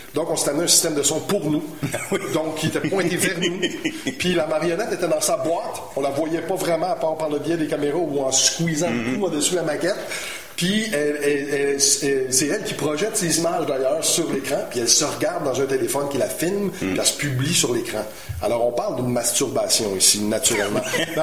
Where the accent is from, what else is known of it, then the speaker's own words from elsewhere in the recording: Montreal, Quebec, Canada; Je suis montréalais très assumé, puis il y a beaucoup d'anglicisme dans mon langage.